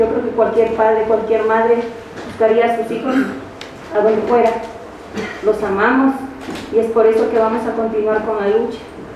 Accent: Mexico; Porque si nosotros como mexicanos seguimos permitiendo que se nos siga pisoteando nuestra dignidad

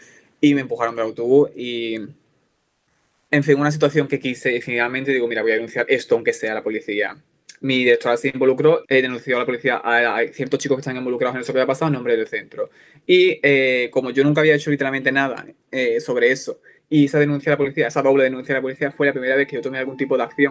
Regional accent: Andalusia, Spain; now in Sweden; Porque yo soy de Málaga, pero yo soy de un pueblecito de Málaga que es bastante cerrado y tal

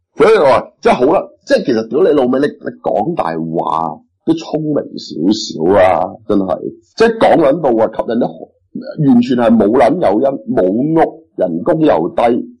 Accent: Hong Kong; 咁我哋香港人全部都系古惑仔嚟噶啦

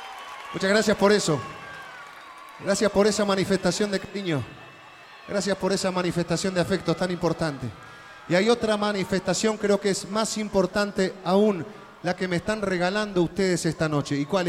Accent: Uruguay; Nosotros que somos de Uruguay, que vengo de Uruguay

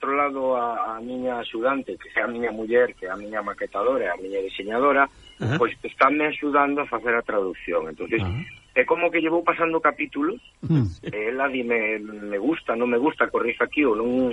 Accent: Portas, Galicia, Spain; Centro unha presentación ali, no meu pobo, precisamente.

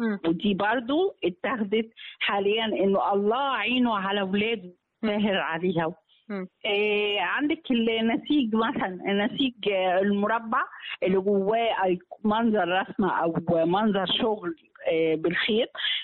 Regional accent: Egypt; في العادية يعني بتاعتنا احنا كمصريين فرعونيين

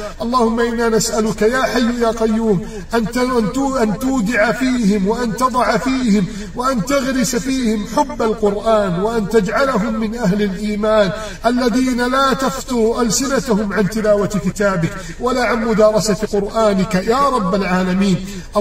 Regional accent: Egypt; اللهم من أراد بلدنا مصر بسوء فأشغله بنفسه

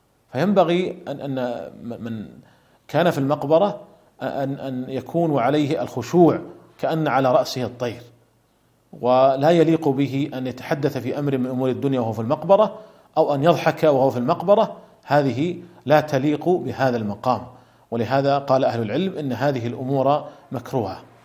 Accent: Saudi Arabia; عندنا في المملكة العربية السعودية لا يوجد على القبور قبب

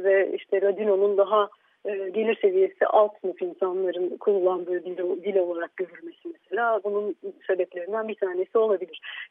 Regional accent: Istanbul, Turkey; Ben İstanbulluyum ama inandırmak biraz güç oluyor.

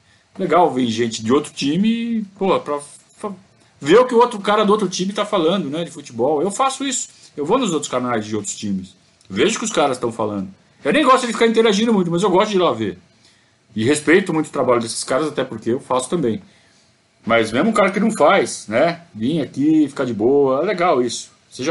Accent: Sorocaba, São Paulo, Brazil; Eu sou de Sorocaba, sou sorocabano. Desde que eu era criança, né?

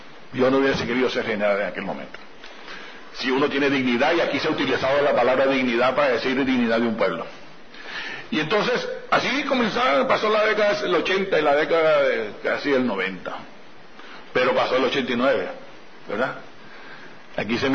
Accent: Venezuela; Y uno viene de esos pueblos. Yo vengo de Bocaro Alto, yo vengo de esos montes donde hubo represión y hubo guerrilla y hubo enfrentamientos

